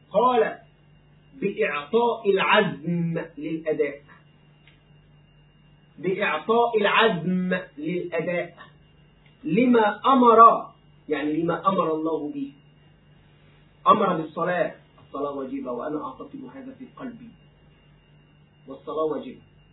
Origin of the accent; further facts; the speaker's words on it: Egypt; أنا في بلدي مصر مستقر، لا أريد السفر إلى أي دولة